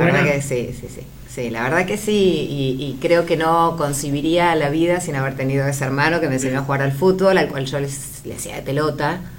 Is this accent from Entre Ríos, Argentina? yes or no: no; Villa Elisa, Buenos Aires Province, Argentina; soy de Villa Elisa, media cuadra de Camino Centenario, vivimos siempre costado a esperar el 273.